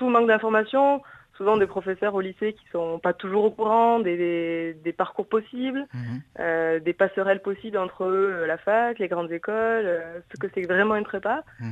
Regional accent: Anglet, Nouvelle-Aquitaine, France; même quand on est d'Anglette, qui est mon cas, la gare de Bayonne n'est pas loin

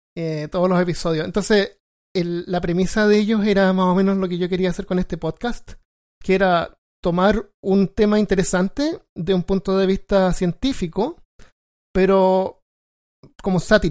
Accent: Chile; now in United States; yo obviamente soy chileno, llegué acá a Estados Unidos como por ahí por el 2005

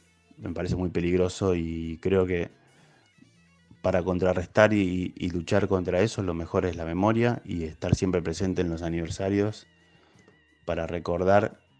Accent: Argentina; Pero siendo futbolero y argentino, te puedo decir que me da un poco de vergüenza

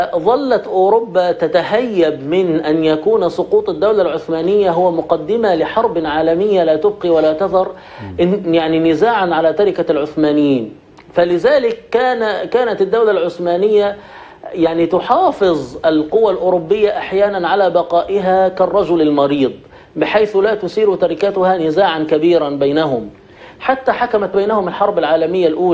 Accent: Egypt; يعني عندنا في مصر مؤسس هذا النظام التغريبي هو محمد علي باشا.

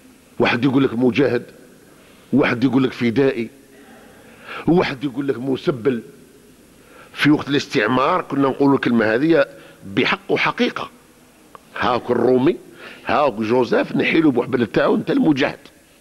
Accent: Algeria; حتى ولينا الان كجزائريين نذبح بعضنا بعض

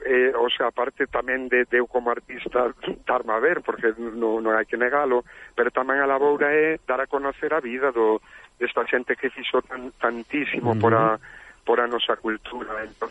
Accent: Quiroga, Galicia, Spain; porque eu son de Quiroga

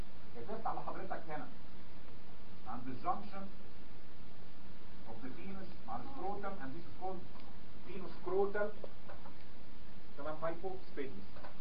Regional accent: Egypt; حتى احنا عندنا في مصر

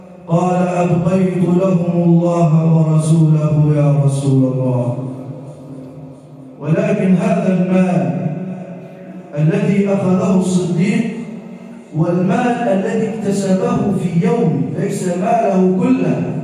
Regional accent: Egypt; واجعل بلدنا مصر راحة للأمن والأمان والسلم والسلام

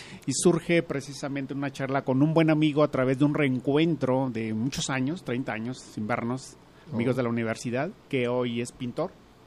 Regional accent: Mexico; somos buenos y podemos ser todavía mejores como mexicanos.

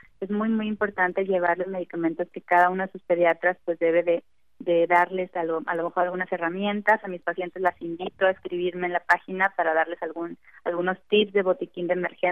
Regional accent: Coahuila, Mexico; yo soy de Coahuila, entonces allá acostumbrábamos mucho los famosos cohetes, o juegos pirotécnicos

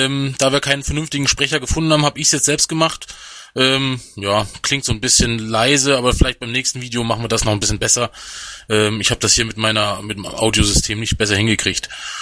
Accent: Hesse, Germany; Ja, das kommt hin. Ich komme ja aus Hessen.

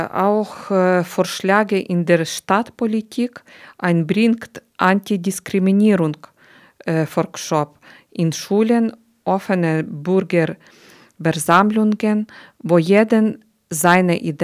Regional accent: Ukraine; German is a second language; now in Germany; Ich komme aus der Ukraine. Wegen Krieg. Seit 3 Jahren bin ich in Deutschland.

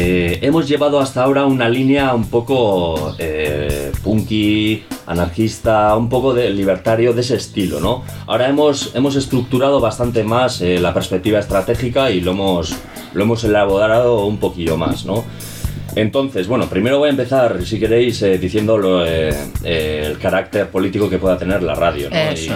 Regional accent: Galdakao, Basque Country, Spain; yo vengo de otro pueblo, soy de Galdaco, y pues me vine aquí un poco tirando por el interés por la radio libre

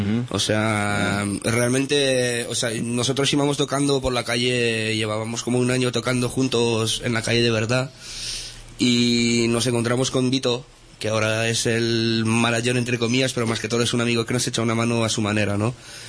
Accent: France; also born or lived in Spain; Tengo el padre español. Y me crié en Francia muchos años

